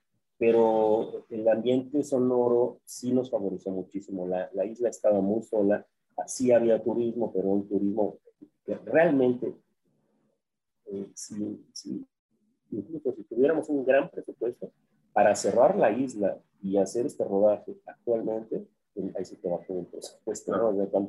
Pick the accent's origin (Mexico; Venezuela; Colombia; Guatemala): Mexico; Jalisco; Es algo extraordinario, mira, yo soy jalisciense.